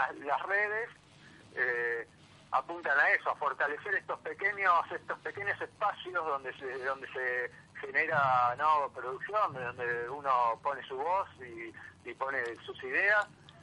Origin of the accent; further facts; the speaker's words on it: Pilar, Buenos Aires Province, Argentina; also born or lived in Brazil; Yo soy de Pilar.